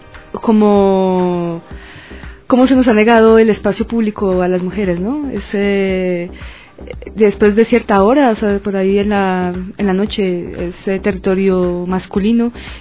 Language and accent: Spanish; Bogotá, Colombia; igual que Cleta, también soy de Bogotá y también ando de viaje